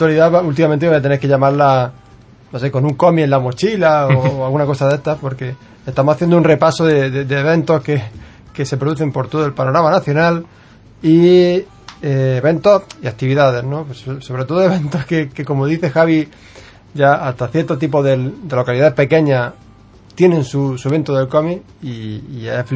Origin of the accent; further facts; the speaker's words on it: Almería, Andalusia, Spain; los que somos de Almería sabemos lo que es vivir una provincia